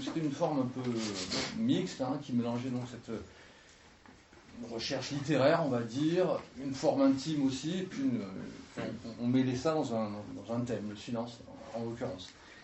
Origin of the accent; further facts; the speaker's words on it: Marseille, Provence-Alpes-Côte d'Azur, France; je viens d'arriver dans les Cévennes. Je viens de Marseille. Je pars de la ville.